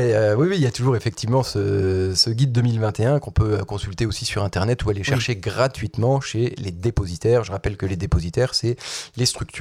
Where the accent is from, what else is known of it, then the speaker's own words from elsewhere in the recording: Nancy, Grand Est, France; ça résonne chez nous, à Nancy, quand on va pêcher la carpe, ou le brochet, ou le goujon